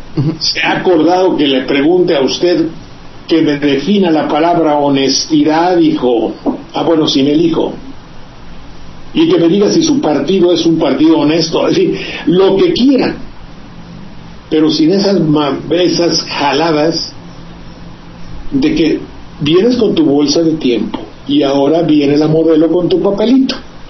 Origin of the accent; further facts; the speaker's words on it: Veracruz, Mexico; como los que hay por mi tierra, que yo comprendo efectivamente